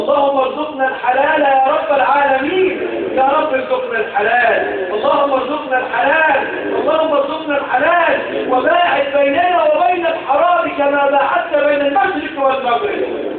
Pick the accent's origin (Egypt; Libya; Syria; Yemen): Egypt; احفظ بلدنا مصر وسائر بلاد المسلمين اجمعين يا رب العالمين.